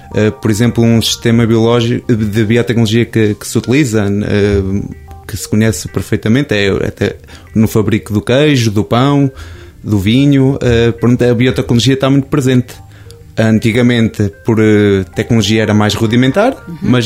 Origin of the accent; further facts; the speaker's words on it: Lorvão, Coimbra, Portugal; sou natural de Lorvão, pertenço ao concelho de Penacova, fica sensivelmente uma hora daqui, pronto, tenho 28 anos